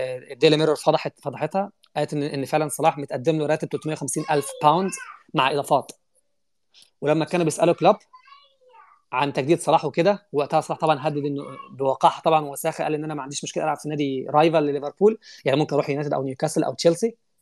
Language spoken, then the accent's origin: Arabic; Egypt; انا مصري بقول الكلام ده.